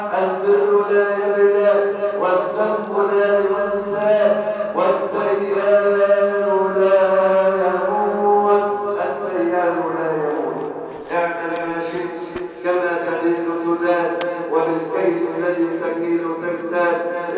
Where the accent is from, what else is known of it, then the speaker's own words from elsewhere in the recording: Egypt; واحفظ بلدنا مصر بالبلد الامنه سخاء